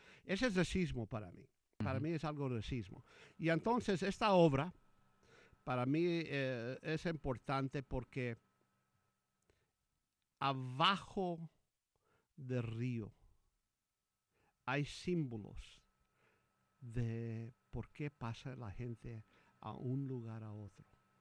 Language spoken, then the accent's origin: Spanish; Texas, United States; yo soy de Texas. Nací en Texas. Y mi familia es de esa parte de Texas que, donde está McAllen.